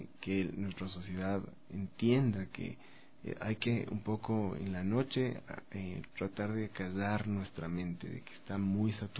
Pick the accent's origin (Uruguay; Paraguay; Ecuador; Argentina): Ecuador; Empecemos como a redescubrir ese valor que teníamos como sociedad, como ecuatorianos, ¿no?